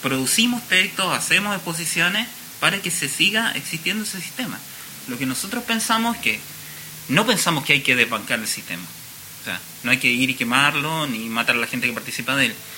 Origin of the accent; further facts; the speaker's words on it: Chile; Yo que vengo de Chile, en Chile no existen las clínicas de arte.